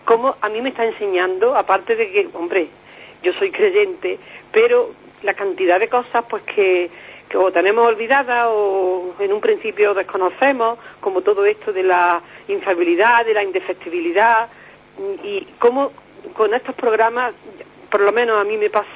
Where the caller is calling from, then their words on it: Córdoba, Andalusia, Spain; de Córdoba.